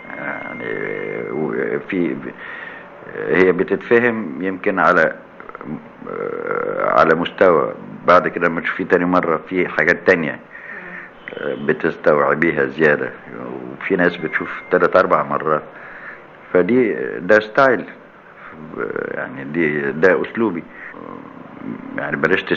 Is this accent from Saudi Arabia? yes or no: no; Alexandria, Alexandria Governorate, Egypt; وانا واد اسكندراني بحكي على نفسي.